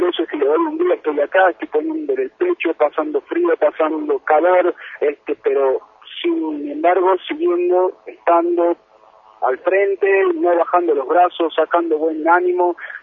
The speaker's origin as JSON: {"language": "Spanish", "town": "Andalgalá", "region": "Catamarca", "country": "Argentina", "said": "la gente de mi pueblo, de Andalgalá"}